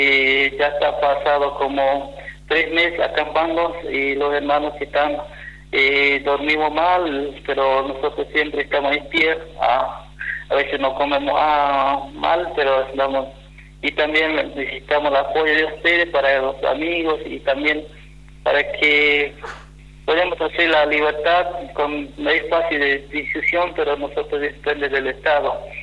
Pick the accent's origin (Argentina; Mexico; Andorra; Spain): Argentina; Formosa; somos de Formosa